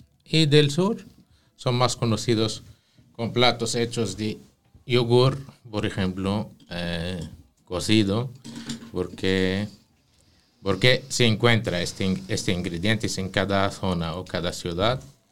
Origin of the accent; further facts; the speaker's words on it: north, Palestine; Spanish is a second language; En el norte son conocidos o famosos, aceite de oliva y carnes. Que por ejemplo en mi ciudad de origen viene el kebbe crudo.